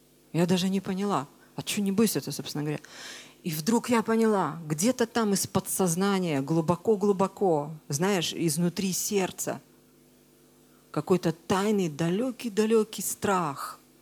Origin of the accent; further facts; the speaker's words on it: Crimea, Ukraine; moved away as an adult; Я родилась в Крыму. Я в Крыму прожила 26 лет, и с тех пор каждый год я туда ездила, как минимум месяц каждый год я жила в Крыму.